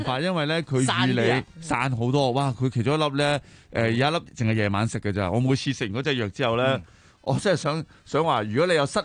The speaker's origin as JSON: {"language": "Cantonese", "country": "Hong Kong"}